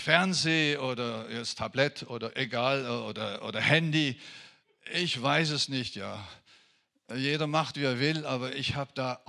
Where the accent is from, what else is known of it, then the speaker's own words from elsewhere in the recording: France; first language French; German is a second language; Als Franzose hat mich das immer so gestört, warum sagen sie Buße hier?